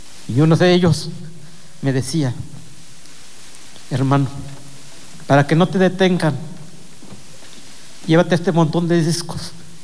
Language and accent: Spanish; Mexico; first language Mixtec; Spanish is a second language; Mi lengua materna, mixteco.